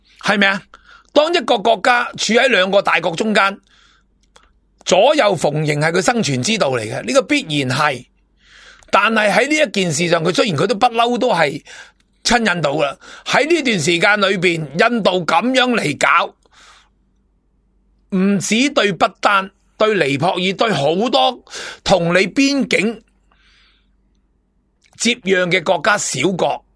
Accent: China; 我承认我系中国人，但系唔系中共政权底下嘅中国人。

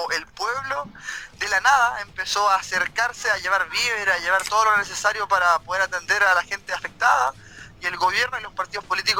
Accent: Coronel, Biobío, Chile; now in Mexico; Les saludo desde México. Yo soy coronelino de la Tierra del Carbón.

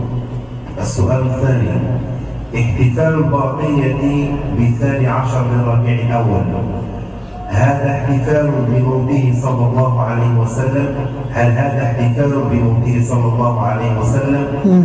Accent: France; now in Egypt; أنا فرنسي

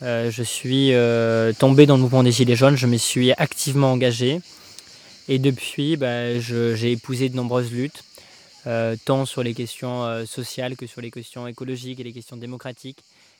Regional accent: Sainte-Foy-la-Grande, Nouvelle-Aquitaine, France; initialement, je suis originaire de Sainte-Foy-la-Grande, une magnifique et splendide ville en Gironde, dans laquelle a grandi Élisée Reclus, ce grand géographe, grand penseur de l'anarchie. Une ville également où il y a beaucoup de voyageurs, des gens de ma famille notamment, parce que ma mère est gitane

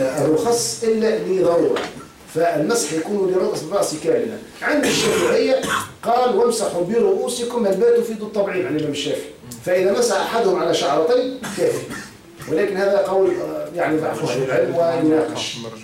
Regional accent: Tunisia

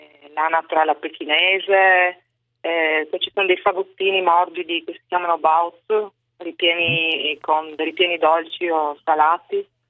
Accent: Trieste, Friuli-Venezia Giulia, Italy; now in Suzhou, China; Allora, io sono triestina, però vivevo in provincia di Gorizia con mio marito, ecco, la famiglia.

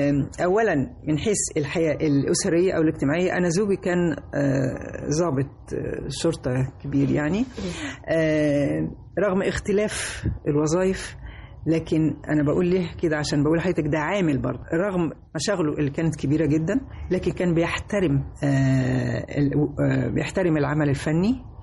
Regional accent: Egypt; أنا مصرية بحتة، يعني مصرية حتى النخاع

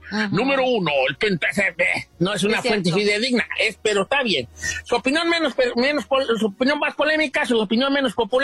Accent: Mexico; se me echan encima los mexicanos y yo soy de México.

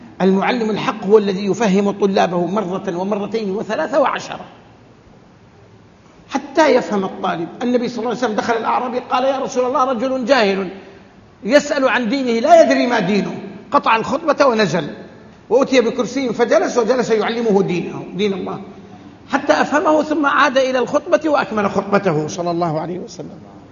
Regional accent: Hejaz, Saudi Arabia; عندنا في الحجاز كل نخلة يضعون حولها حفرة

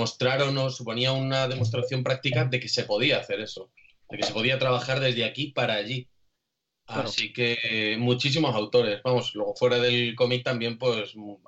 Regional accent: Alcázar de San Juan, Castilla-La Mancha, Spain; un trabajo que partía del Patronato de Cultura local de Alcázar de San Juan, de aquí de mi pueblo.

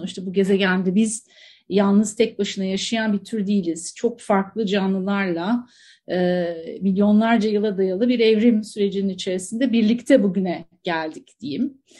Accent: Antakya, Hatay, Turkey; ben bir dağın yamacında, nehrin kollarında büyüdüm diye tarif ediyorum kendimi Antakyalı olduğum için.

